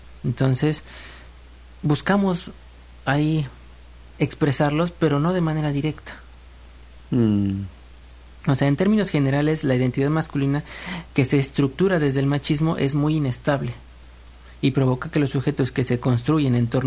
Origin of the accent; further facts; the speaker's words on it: Tlalnepantla, State of Mexico, Mexico; Yo soy de Tlalnepantla.